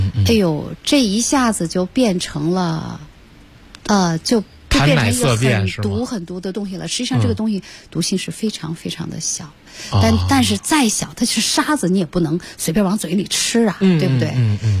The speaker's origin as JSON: {"language": "Chinese", "country": "China", "said": "尤其是对我们中国人来说，"}